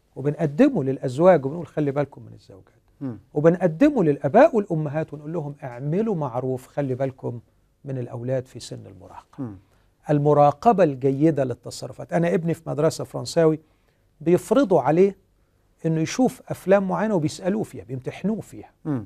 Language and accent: Arabic; Egypt; احنا عندنا في مصر هنا في حالة طلاق كل ست دقائق